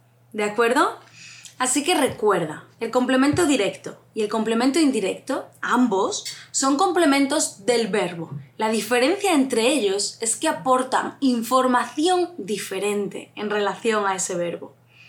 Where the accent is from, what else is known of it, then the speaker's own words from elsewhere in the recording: Andalusia, Spain; para mí, siendo andaluza, suena fatal, pero para ellos es algo habitual.